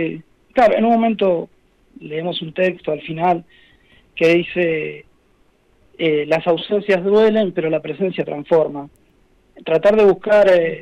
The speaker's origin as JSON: {"language": "Spanish", "town": "Trenque Lauquen", "region": "Buenos Aires Province", "country": "Argentina", "also_born_or_lived": "La Plata", "said": "yo no soy de La Pampa, yo soy de Trenquelau, que después me fui a estudiar a La Plata"}